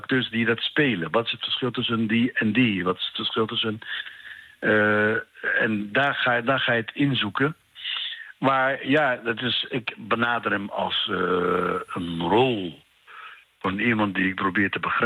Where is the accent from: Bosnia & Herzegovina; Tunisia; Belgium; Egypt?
Egypt; Want ik ben opgevoed als Egyptenaar die altijd iets tegen de policy van Israël heeft.